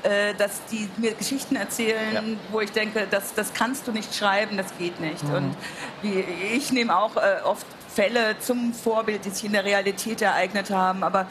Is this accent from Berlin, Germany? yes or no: no; Altenstadt, Hesse, Germany; Ich komme aus Oberhessen, aus Altenstadt, in der Wetterau, aus der Waldsiedlung, 14% NPD-Wähler.